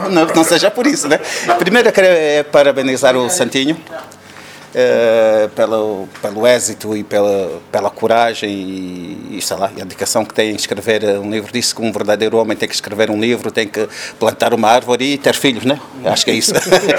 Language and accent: Portuguese; Tchivinguiro, Huíla, Angola; é uma história do Chivinguir, que é a minha terra. É uma instituição de ensino que é da minha terra